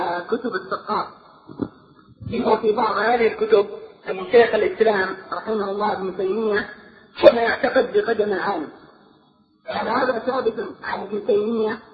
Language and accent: Arabic; Aden, Yemen; أتيت أنا ببعض أسئلة واستفسارات من طلاب هناك عندنا في عدن بشكل خاص